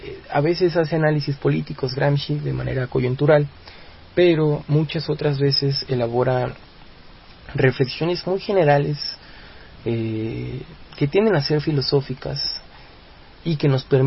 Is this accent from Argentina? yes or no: no; Mexico; a nosotros como mexicanos nos demuestra el sendero